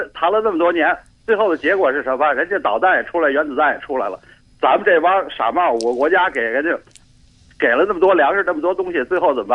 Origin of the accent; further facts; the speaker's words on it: China; 我们中国人民也欢迎他回来